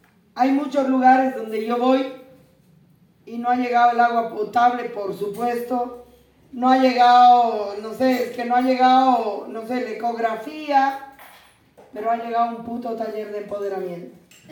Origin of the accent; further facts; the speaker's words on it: Bolivia; yo soy boliviana, y como boliviana